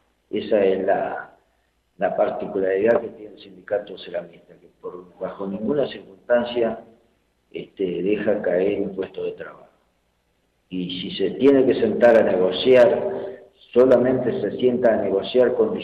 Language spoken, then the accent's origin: Spanish; Chile; inclusive países hermanos, como somos los chilenos